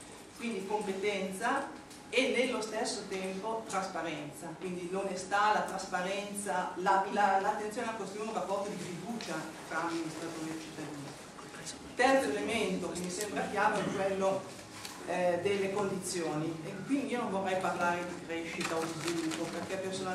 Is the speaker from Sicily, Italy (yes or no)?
no; Como, Lombardy, Italy; Io dico questa cosa essendo comasca da sempre, lavorando da più di 20 anni a Milano